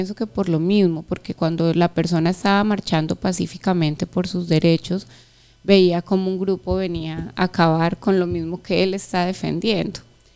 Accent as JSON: {"language": "Spanish", "country": "Colombia", "said": "porque todos somos colombianos, somos hijos de la misma patria, somos hermanos"}